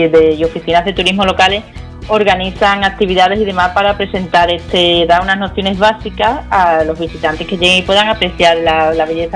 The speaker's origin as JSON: {"language": "Spanish", "town": "Constantina", "region": "Andalusia", "country": "Spain", "tie": "born or raised there", "said": "los castañares aquí en Constantina, en mi pueblo querido"}